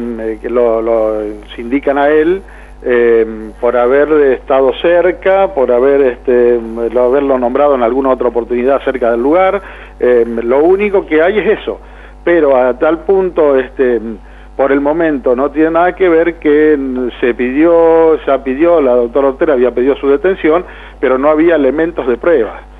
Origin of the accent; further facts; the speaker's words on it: Saladillo, Buenos Aires Province, Argentina; todos somos de Saladillo, o sea, somos de acá.